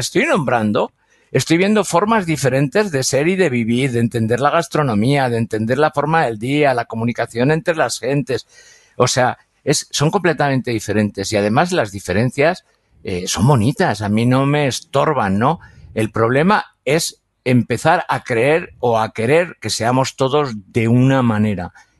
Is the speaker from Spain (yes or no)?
yes; Aragon, Spain; como español, español, español, me cuesta definirme precisamente porque hay muchas, porque me tendría que definir como aragonés.